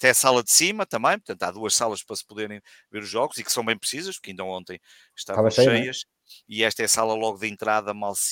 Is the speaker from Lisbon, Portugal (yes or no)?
no; Vila Nova de Gaia, Porto, Portugal; que eu sou de Gaia, mas da cidade do Porto, onde trabalho e onde estudei